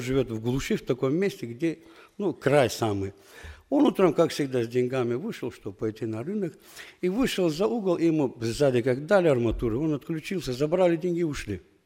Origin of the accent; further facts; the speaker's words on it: Qusar, Qusar District, Azerbaijan; я тоже из Азербайджана, из севера Азербайджана, город Кусары. Она находится в приграничной зоне с Дагестаном, с Россией.